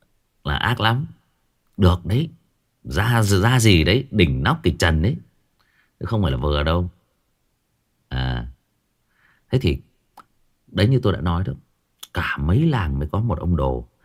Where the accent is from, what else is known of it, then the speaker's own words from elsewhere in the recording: Hưng Yên, Vietnam; vào thời nhà Nguyễn ở quê tôi ở Hưng Yên có ông quan đốc học làm ở trong triều